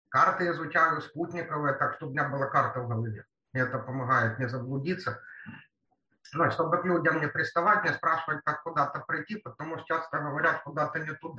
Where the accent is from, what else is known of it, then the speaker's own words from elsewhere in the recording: Kyiv, Ukraine; Потом я киевлянка.